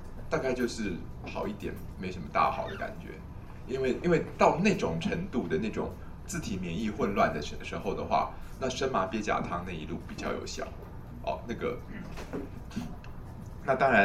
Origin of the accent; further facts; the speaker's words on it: Taiwan; 我们今天台湾的人尤其不会气到吐血，我们台湾人都是气到